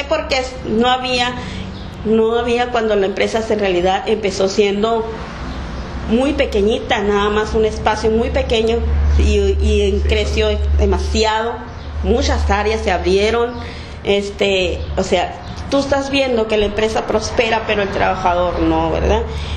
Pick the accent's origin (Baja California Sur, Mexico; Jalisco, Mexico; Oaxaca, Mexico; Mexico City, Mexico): Baja California Sur, Mexico; Santa Rosalía; Gracias a Dios, sí. Ay, ahí en mi pueblito bello.